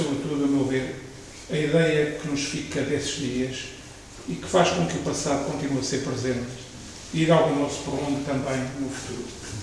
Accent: Ílhavo, Aveiro, Portugal; Na minha infância, tal como no Zé António, Ilha era uma vila, ainda essencialmente ligada ao mar e à pesca longínqua da Terra Nova

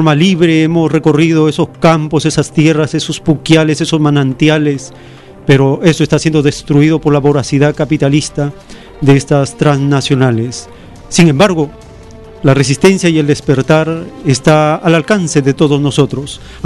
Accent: Cajabamba, Cajamarca, Peru; Me emociona porque yo también soy de Cajabamba. Conozco el valle de Condebamba.

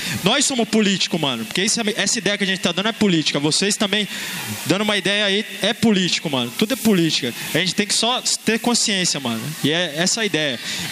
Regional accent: Mogi das Cruzes, São Paulo, Brazil; eu sou de Mogi das Cruzes, mas eu estava nas manifestações em São Paulo, tanto em junho, no ano passado, esse ano aí. Sou um cara da periferia

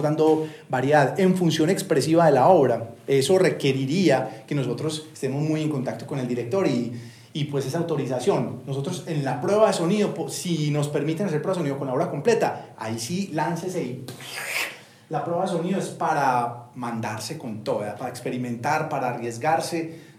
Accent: Bogotá, Colombia; Uno como cachaco se mete a de mar, no importa cero

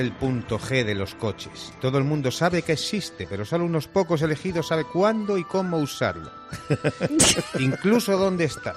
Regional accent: Spain; oiga, que yo soy español, que no entiendo nada y tal

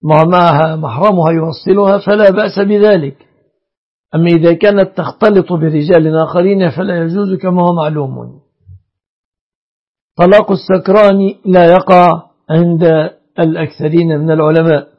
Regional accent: Egypt; يعني المهر المتمثل عندنا في مصر في 3 أشياء

